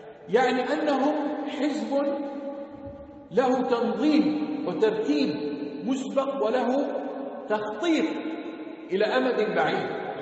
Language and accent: Arabic; Jordan; واحد هنا عندنا في الأردن على المنبر اتهم الشيخ بهذا